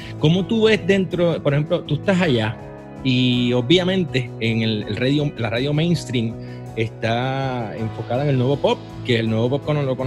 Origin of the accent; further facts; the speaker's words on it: Puerto Rico; Te estoy celebrando como puertorriqueño y como rockero